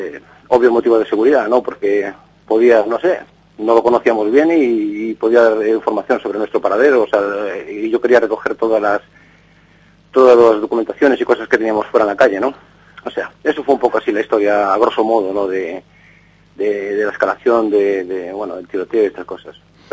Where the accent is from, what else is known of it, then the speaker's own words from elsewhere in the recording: Vigo, Galicia, Spain; soy gallego. Oh. Soy gallego de Vigo. Nací, pues, en, era, pues, no sé cómo decirte, muy pobre.